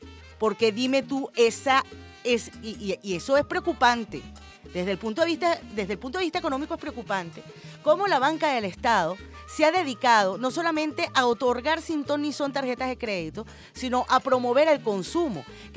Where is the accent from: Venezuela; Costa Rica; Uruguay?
Venezuela; somos la tierra de Bolívar, o sea, Venezuela pare libertadores, Venezuela pare gente libre, Venezuela pare guerreros y guerreras, gente maravillosa.